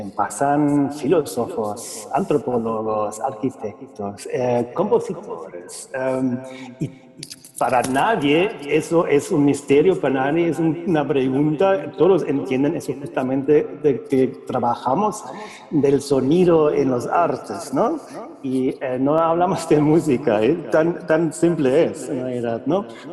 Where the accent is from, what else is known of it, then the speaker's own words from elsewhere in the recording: Germany; accent: German; Spanish is a second language; suena alemán, soy alemán, hablo con acento alemán.